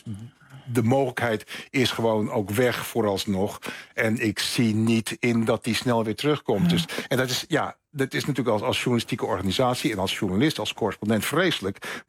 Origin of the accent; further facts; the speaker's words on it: Netherlands; Ik ben natuurlijk gewoon in mijn hart nog gewoon een polderjongen. En Nederland is mijn vaderland en zal het ook altijd blijven.